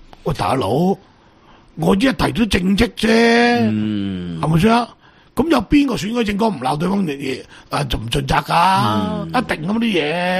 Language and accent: Cantonese; Guangdong, China; 第一个上海人，第二个福建人，第三个我哋广东人。